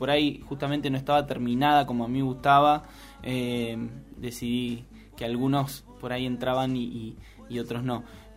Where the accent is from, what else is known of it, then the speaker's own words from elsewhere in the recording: Chapadmalal, Buenos Aires Province, Argentina; yo soy de Chapadmalal, que es al lado de Mar del Plata.